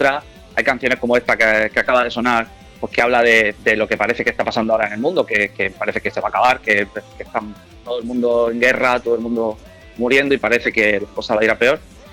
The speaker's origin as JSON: {"language": "Spanish", "region": "Valencian Community", "country": "Spain", "said": "Bueno, nosotros somos de la Vega Baja del Segura, o sea que aquí lo vamos a escuchar de mil maneras diferentes."}